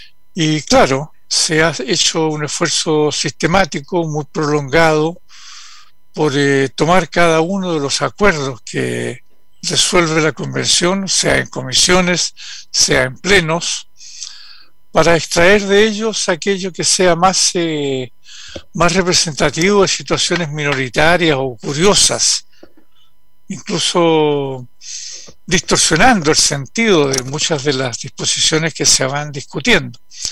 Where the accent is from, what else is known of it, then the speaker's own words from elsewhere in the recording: Chile; debiera preocuparnos muchísimo como chilenas y chilenos